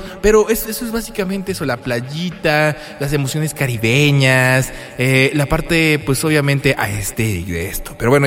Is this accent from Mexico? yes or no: yes; Mexico; Yo como latino, como mexicano, no me gusta para nada la playa.